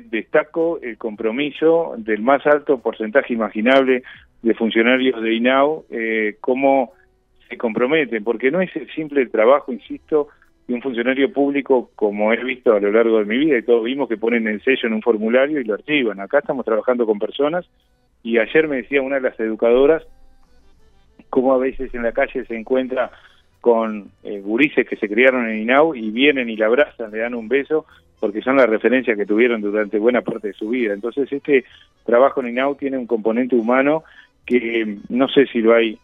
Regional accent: Uruguay; Somos uruguayos

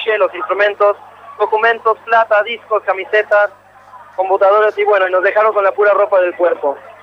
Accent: Mexico; now in Brazil; Soy mexicano, pero crecí en varias partes y ahora también soy brasilero.

